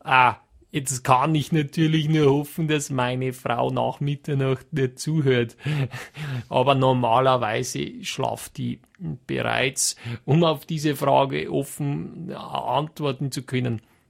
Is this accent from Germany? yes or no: no; Trentino-Alto Adige, Italy; dann braucht schon meine ganze Kraft als Südtiroler, dass ich da widerstehen kann